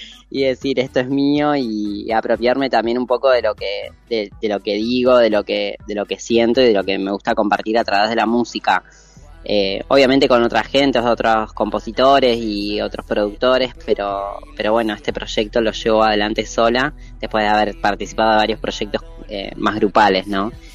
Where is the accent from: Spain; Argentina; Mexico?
Argentina; moved away as an adult; Lo que nos pasa a nosotros los argentines.